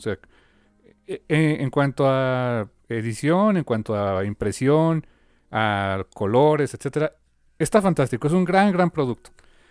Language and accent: Spanish; Mexico; A lo mejor para nosotros como mexicanos, para muchos, tal vez digamos, chale.